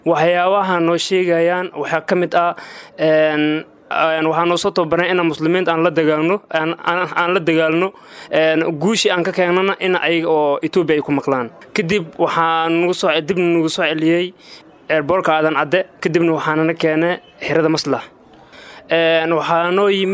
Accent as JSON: {"language": "Somali", "town": "Mogadishu", "region": "Banaadir", "country": "Somalia", "said": "waxaan ka imid magaalada Muqdisho gaar ahaan eelasha biyaha Arbow"}